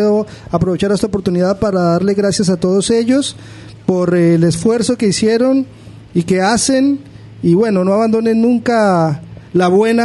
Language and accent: Spanish; Colombia; moved away; ya voy casi 11 años que salí de Colombia.